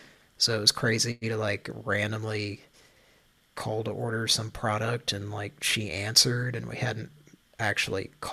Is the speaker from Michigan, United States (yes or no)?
no; Oklahoma, United States; That I'm from Oklahoma.